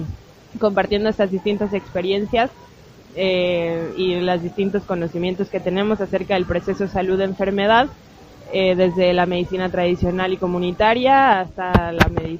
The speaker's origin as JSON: {"language": "Spanish", "region": "Mexico City", "country": "Mexico", "said": "soy mexicana de la Ciudad de México."}